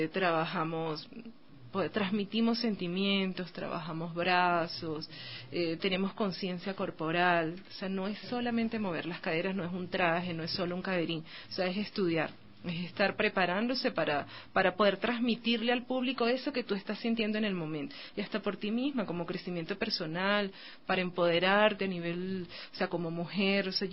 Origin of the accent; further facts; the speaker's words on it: Venezuela; en mi caso y en el caso de muchas chicas en Venezuela.